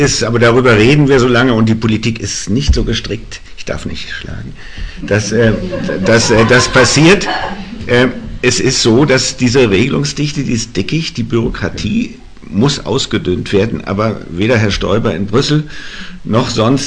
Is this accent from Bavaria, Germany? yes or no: no; Hamburg, Germany; Also ich bin in Hamburg aufgewachsen.